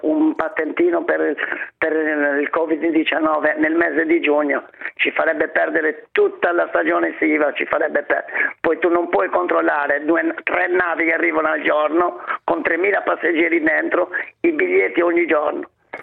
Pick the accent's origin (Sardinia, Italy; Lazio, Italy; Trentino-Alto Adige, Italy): Sardinia, Italy; now in Bologna, Italy; Io sono, chiamo da Bologna, però sono originario della Sardegna.